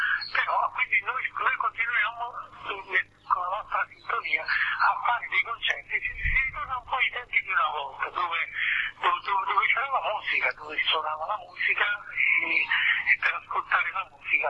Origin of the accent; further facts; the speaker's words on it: Naples, Campania, Italy; Sono partito da Napoli, sono arrivato dappertutto, insomma, diciamo, quindi era un po' il mio percorso.